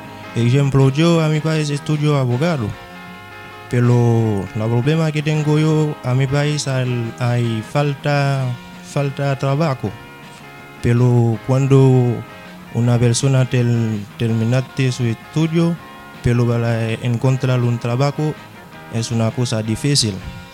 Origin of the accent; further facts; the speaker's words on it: Haiti; Spanish is a second language; now in Chile; Vengo de Haití.